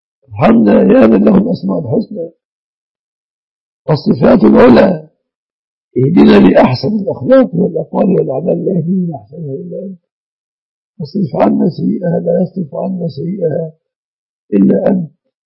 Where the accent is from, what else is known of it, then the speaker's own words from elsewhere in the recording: Egypt; احفظ بلادنا مصر بلاد المسلمين آمنة مطمئنة من كل مكروه وسوء